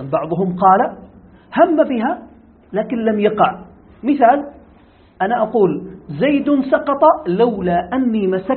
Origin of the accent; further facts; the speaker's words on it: Yemen; هذه اللغة موجودة عندنا في اليمن،